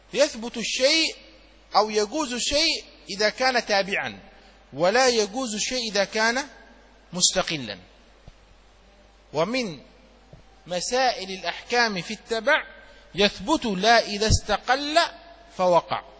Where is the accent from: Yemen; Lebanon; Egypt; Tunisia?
Yemen; وعندنا في اليمن الحضارم يحبون التمر كثيرا، كما تحبون أنتم الرز كثيرا